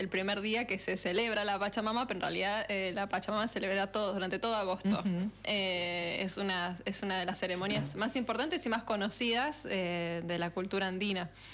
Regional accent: Buenos Aires, Argentina; yo no soy porteña, pero crecí en Buenos Aires, entonces no conocía ni la música, ni la cultura, ni nada.

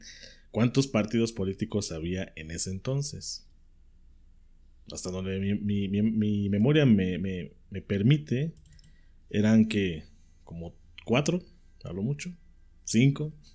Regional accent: Mexico; Somos tantos mexicanos como en la lista nominal.

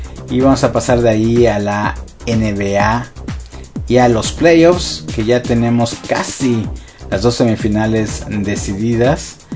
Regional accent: Mexico; para los que somos mexicanos hay malas noticias

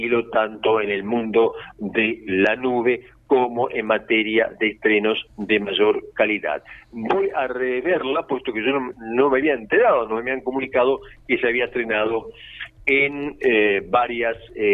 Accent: Uruguay; puesto que yo también soy un uruguayo y me interesa lo que hacemos.

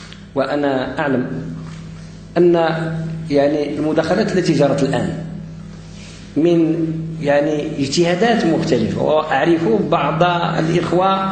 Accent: Morocco; وقد كنا كمغاربة وكأندلسيين في عمقنا الحضاري أساتذة للمشرق

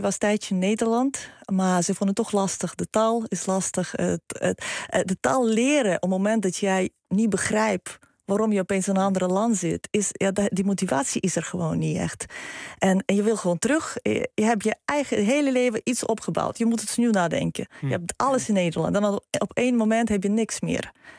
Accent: Lviv, Lviv Oblast, Ukraine; Dutch is a second language; now in Netherlands; En ik kom uit Lviv.

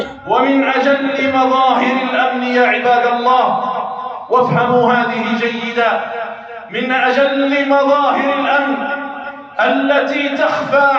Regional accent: Algeria; ها هي بلادنا الجزائر، بلادنا الجزائر ولله الحمد والمنة تعيش في أمن واستقرار

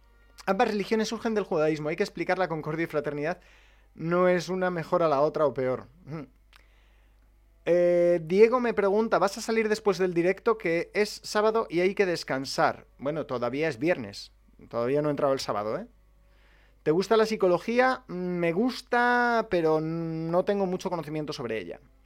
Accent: Spain; Soy español y me adscribo a ese artículo de la libertad de expresión.

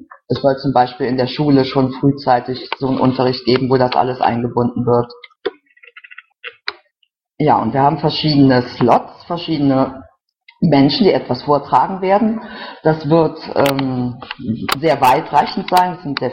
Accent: North Rhine-Westphalia, Germany; Ich bin aus dem Rhein-Sieg-Kreis, da in Kommunalpolitik tätig.

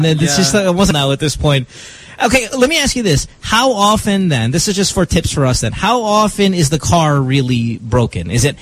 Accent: Philippines; And I'm not saying this because I'm Filipino, but when I tell people I'm Filipino

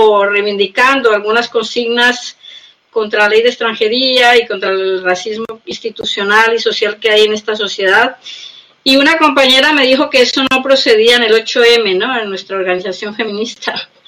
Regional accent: Colombia; moved away; yo soy migrante, soy colombiana.

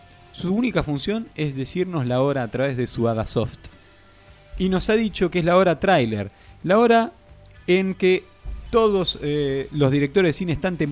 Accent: Argentina; No quisiera saber cómo se dice otra cosa que por definición los argentinos conocemos como vasca, ¿no?

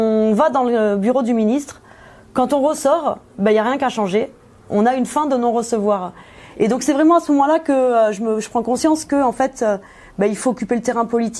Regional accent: Toulouse, Occitanie, France; moved away as an adult; now in Paris, France; Je suis arrivée à Paris à la fin de mes études. Je suis diplômée de Sciences Po Toulouse. J'ai grandi à Toulouse. Et je suis arrivée sur Paris à la base pour un stage à la fin de mes études.

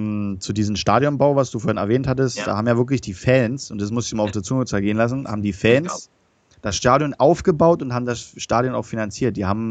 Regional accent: Berlin, Germany; weil wir haben in Berlin gewohnt, weißt du, ich bin ja ein Berliner, verstehst du, ich bin Berliner.

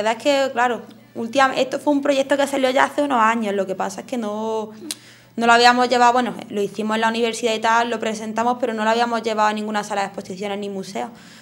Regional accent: Madrid, Community of Madrid, Spain; also born or lived in Jaén / Granada; Yo soy de Madrid, pero bueno, he estado viviendo muchos años en Jaén y en Granada también unas cuantas.

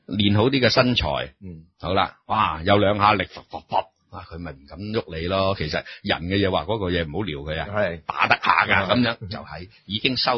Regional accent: China; 因为我哋中国人咧，同人哋即系，所以我哋依家教学都系噶。

